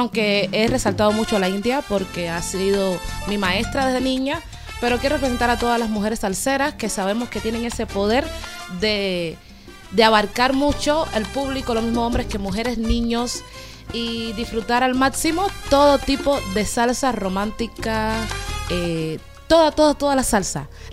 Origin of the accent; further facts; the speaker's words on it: Havana, Cuba; De la misma Habana.